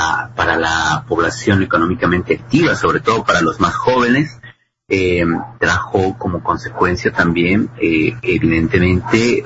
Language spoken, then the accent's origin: Spanish; Mexico; Creo que para quienes viven en México, quienes somos mexicanos